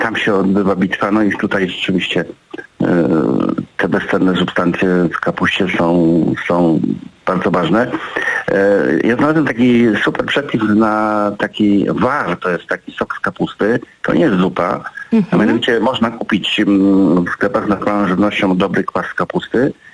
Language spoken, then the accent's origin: Polish; Lublin Voivodeship, Poland; tak się tutaj mówi na gdzie są Bieszczady, w górach, u nas na Lubelszczyźnie mówi się kwasówka.